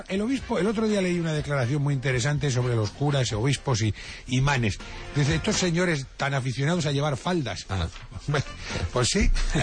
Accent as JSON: {"language": "Spanish", "town": "Toledo", "region": "Castilla-La Mancha", "country": "Spain", "said": "yo que soy de Toledo, todo el cuerpo lleno de espadas"}